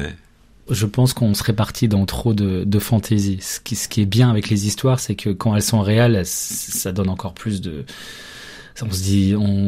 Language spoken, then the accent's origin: French; Lyon, Auvergne-Rhône-Alpes, France; Parce que je suis lyonnais, donc je me rappelle de ce moment-là.